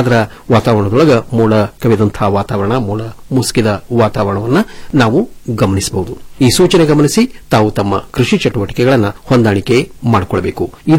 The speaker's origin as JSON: {"language": "Kannada", "town": "Balurgi", "region": "Karnataka", "country": "India", "said": "ನಾನು ಬಳೂರ್ಗಿ ಗ್ರಾಮದ ಅಫ್ಜಲ್ಪುರ್ ತಾಲೂಕದವರು ಸರ್."}